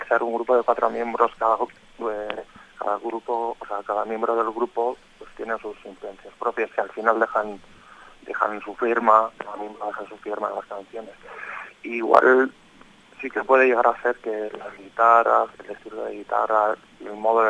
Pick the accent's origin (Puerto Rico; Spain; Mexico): Spain; Amorebieta, Basque Country; por nuestra zona, que somos de Amorebieta, de alrededor